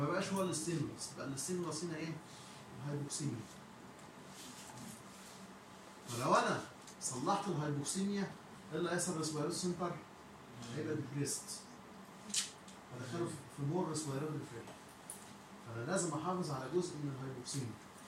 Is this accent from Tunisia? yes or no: no; Egypt; بس للاسف مش موجود عندنا في مصر